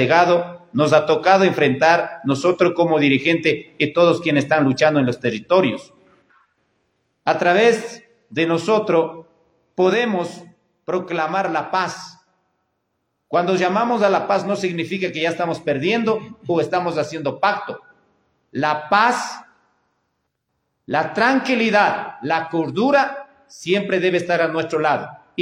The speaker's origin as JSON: {"language": "Spanish", "country": "Ecuador", "said": "Somos ecuatorianos, somos compatriotas"}